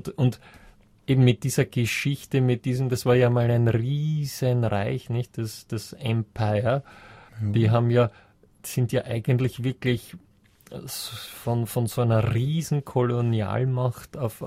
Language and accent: German; Vienna, Austria; Ich bin aus Wien.